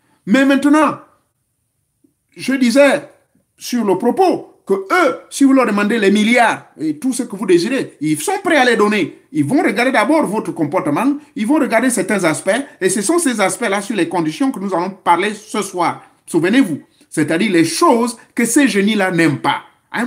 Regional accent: Gabon; celui que nous appelons chez nous au Gabon, Moussavou

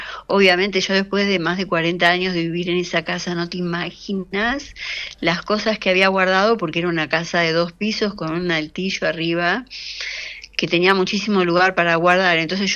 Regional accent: Buenos Aires, Argentina; yo soy re porteña, nací en lo que ahora es Palermo Hollywood, pero en ese entonces eran las inmediaciones de un mercado, el mercado de Dorrego. Ajá. Así que no era tan cool el barrio. Era mi barrio querido

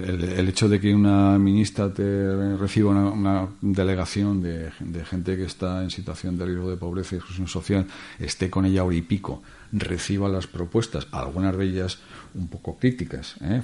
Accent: Zaragoza, Aragon, Spain; also born or lived in Valencian Community / Costa Rica; yo vivía en Comunidad Valenciana y después en el extranjero, en Costa Rica. Sí. Cuando yo llegué aquí a Zaragoza, que es mi ciudad natal

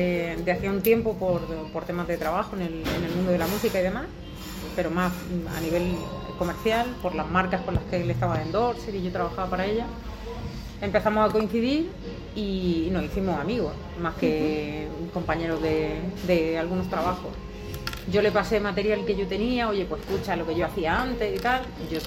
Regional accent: Almería, Andalusia, Spain; moved away; llevo 10 años aquí, pero sí, yo soy de Almería.

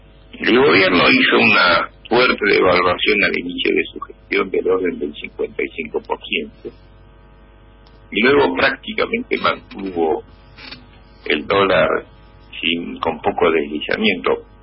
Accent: Buenos Aires Province, Argentina; Yo soy bonaerense

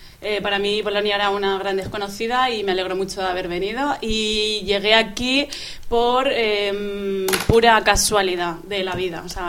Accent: Region of Murcia, Spain; De Murcia.

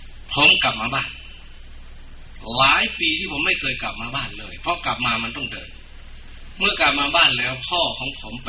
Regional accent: Sakon Nakhon, Thailand; moved away; ผมเองเป็นผลิตผลแห่งวัฒนธรรมพื้นบ้านที่นี่เป็นชาวสกลนครโดยกำเนิดแต่ผมอยู่บ้านนอก

